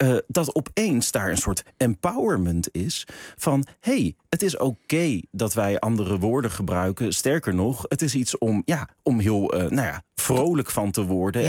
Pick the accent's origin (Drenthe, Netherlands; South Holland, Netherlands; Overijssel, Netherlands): South Holland, Netherlands; The Hague; Als mensen aan mij gingen vragen, waar kom je vandaan? Dat ik dan heel erg, dat ik al zei, ik kom uit Den Haag.